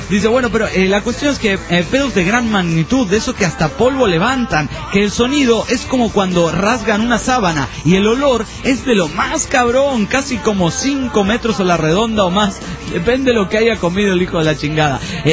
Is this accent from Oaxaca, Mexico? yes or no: no; Guadalajara, Jalisco, Mexico; de Guadalajara.